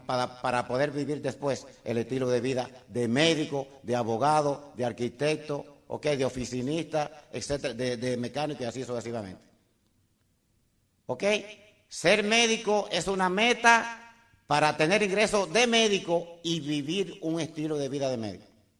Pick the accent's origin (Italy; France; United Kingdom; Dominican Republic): Dominican Republic; Y hice una compañía en mi país. Llegué a ingeniero como una meta para vivir. Yo quería vivir en Arroyo Hondo, el sitio más exclusivo en República Dominicana, y lo logré.